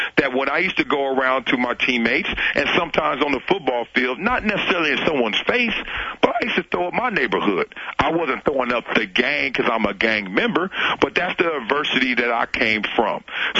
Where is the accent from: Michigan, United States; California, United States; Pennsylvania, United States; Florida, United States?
California, United States; Compton; I grew up in Compton